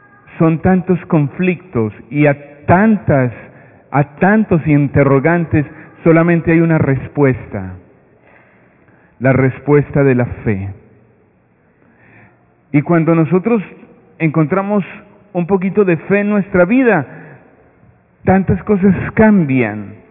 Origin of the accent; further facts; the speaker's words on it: Medellín, Antioquia, Colombia; now in Brooklyn, United States; soy de Medellín, Colombia, pero yo trabajo en la iglesia de Santa Rita, en Brooklyn, y ya hace 6 años estoy por acá.